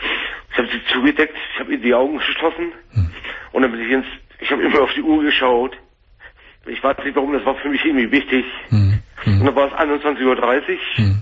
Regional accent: Hamburg, Germany; Weil das wäre eine Katastrophe hier gewesen in Hamburg. Ich komme aus Hamburg.

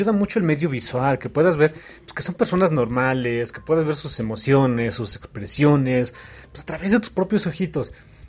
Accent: Mexico City, Mexico; Yo soy mexicano, más mexicano que el taco al pastor.

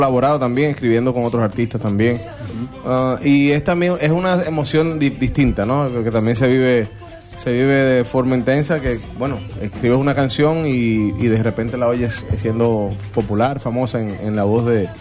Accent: Argentina; bueno, vengo de Argentina y ni sabía

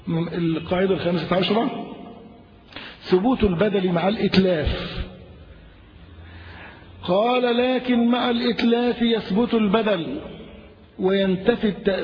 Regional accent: Egypt; عندنا في مصر الناس جهال

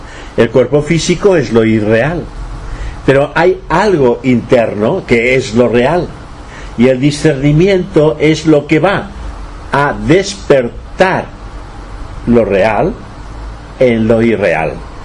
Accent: Catalonia, Spain; Y si después me apuras, pues soy europeo. Y si me apuras más, pues soy español. Y si me apuras más, pues soy catalán.

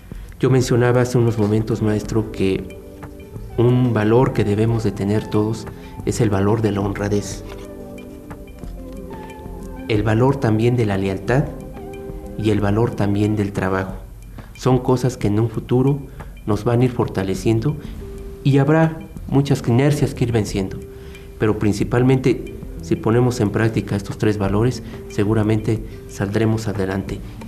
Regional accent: Mexico; estamos perdiendo la gran oportunidad como mexicanos de poner una empresa que puede ser de clase mundial

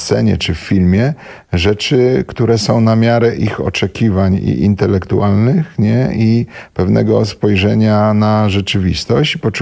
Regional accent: Silesian Voivodeship, Poland; moved away as an adult; Wiesz co, jak wyjechałem ze Śląska, to było intensywniejsze, nie?

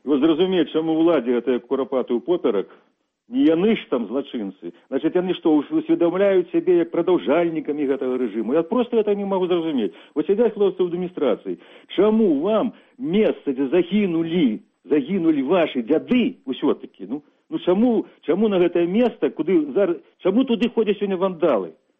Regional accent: Kreva, Grodno Region, Belarus; я ўспамінаю Крэва, скажам, за савецкім часам, калі жывых у самім Крэве, у маёй роднай вёсцы, у маёй мястэчку

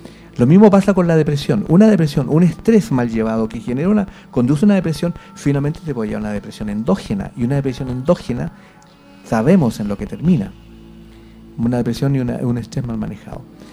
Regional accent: Chile; Nosotros somos responsables, los chilenos.

